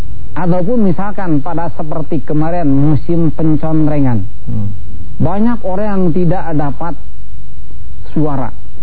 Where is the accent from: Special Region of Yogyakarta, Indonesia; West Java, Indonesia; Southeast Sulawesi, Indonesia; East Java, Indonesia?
West Java, Indonesia; Pertama, saya orang Sunda. Kadang-kadang bacanya juga ngomongnya juga ngaco.